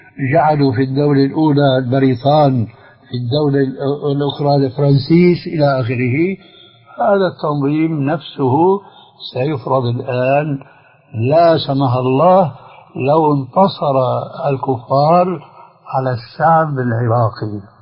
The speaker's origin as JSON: {"language": "Arabic", "country": "Syria", "said": "فالحزب البعث عندنا في سوريا لا يمثل الشعب السوري"}